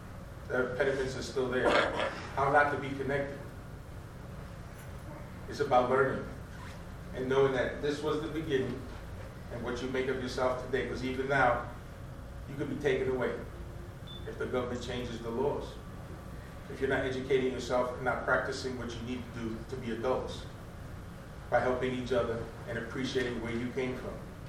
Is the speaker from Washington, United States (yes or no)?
no; New York, United States; also born or lived in Jamaica; I'm from New York, by way of Jamaica.